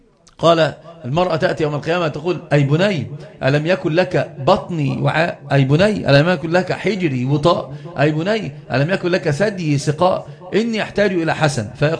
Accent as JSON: {"language": "Arabic", "region": "Upper Egypt", "country": "Egypt", "said": "عندنا في الصعيد وأنت تعرفون كنت بقى صعيد"}